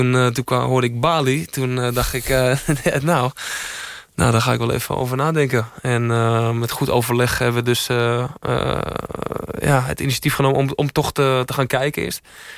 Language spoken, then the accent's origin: Dutch; Amsterdam, North Holland, Netherlands; Ik ben zelf afkomstig uit Amsterdam-Noord.